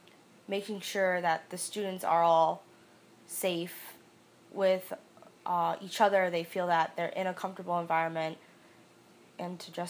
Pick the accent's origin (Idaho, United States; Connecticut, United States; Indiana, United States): Connecticut, United States; West Hartford; I'm 20 years old, and I'm currently a student at the University of Connecticut studying special education, and I'm from West Hartford.